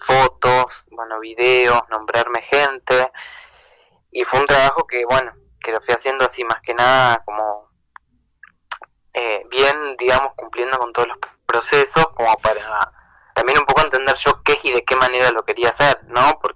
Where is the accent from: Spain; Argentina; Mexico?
Argentina; Concepción del Uruguay, Entre Ríos; also born or lived in Buenos Aires; Yo vivo en Buenos Aires, estaba allá, bueno, me quedé sin trabajar, y me vengo a Entre Ríos, a Uruguay, de donde soy, donde somos, con Pame.